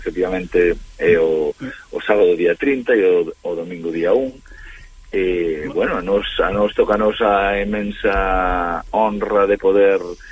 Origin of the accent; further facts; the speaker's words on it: A Coruña, Galicia, Spain; porque ademais nací en Monte Alto, medrei en Monte Alto